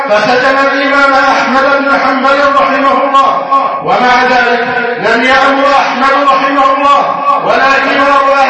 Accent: Egypt; اللهم احفظ بلدنا مصر أمنا أمانا

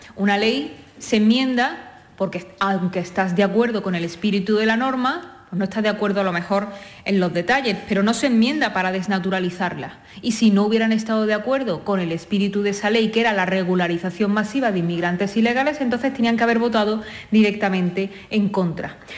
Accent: Spain; por supuesto, no somos los españoles

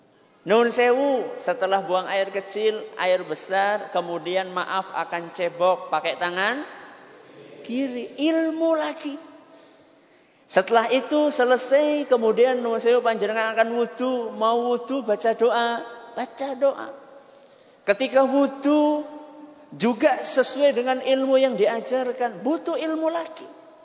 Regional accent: Central Java, Indonesia; accent: Ngapak; Kita kan satu suku kan ya? Kalau saya pakai bahasa ngapak

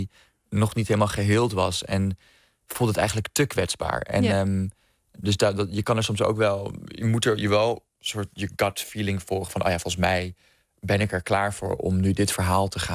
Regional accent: Amsterdam, North Holland, Netherlands; ik kom uit Amsterdam

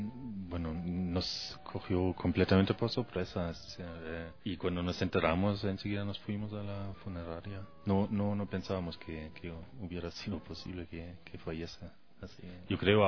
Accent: Germany; Spanish is a second language; now in Ecuador; En Alemania, soy alemán. Entonces, no regresé nunca más a mi país. Entonces, de Cuba me fui con Oricel al Ecuador.

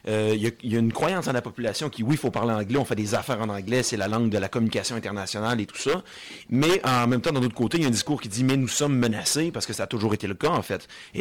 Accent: Quebec, Canada; Et là, que parce qu'on est Québécois, on nous offre un mot en anglais.

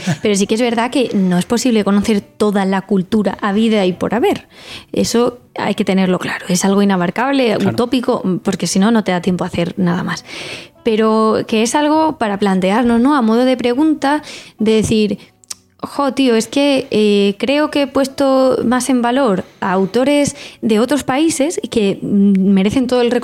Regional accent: Valencian Community, Spain; first language Valencian; Spanish is a second language; Yo soy bilingüe, considero que mi lengua materna es el valenciano, pero no tengo problemas en expresarme en castellano, desde luego.

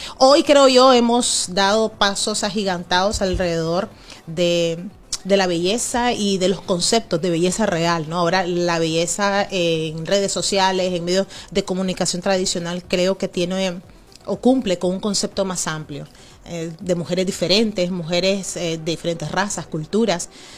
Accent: Nicaragua; born there; Cuando yo inicié en el mundo del periodismo, en el mundo de la televisión, en mi país natal, Nicaragua

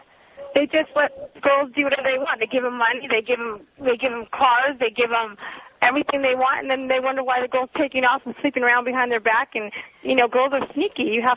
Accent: United States; I'm American, but I'm my heritage is a different race. I'm Brazilian

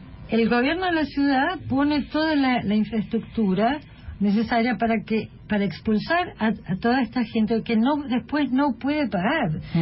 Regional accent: Germany; Yo me crié mucho en Alemania y extrañaba mucho, no extrañaba mucho Buenos Aires

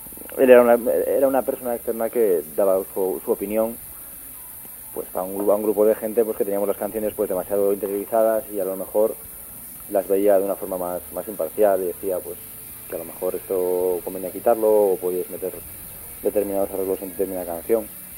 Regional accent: Cantabria, Spain; como somos casi todos de Cantabria y queríamos dejarlo todo en casa, lo grabamos en Cantabria

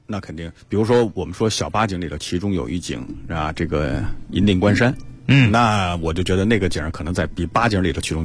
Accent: Beijing, China; 金门桥那个地带呢，我小的时候就住在那边

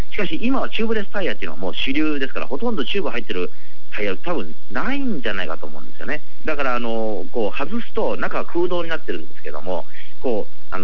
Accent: Kochi, Japan; 私のふるさと高知県は結構農家の方も、ね、多いんですよ

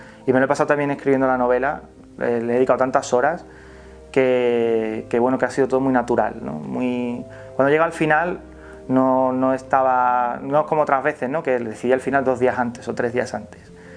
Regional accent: Carmona, Andalusia, Spain; en mi pueblo, en Carmona. Lo que pasa es que mi pueblo es bastante grande, no es ni siquiera un pueblo, tiene el título de ciudad, Carmona.

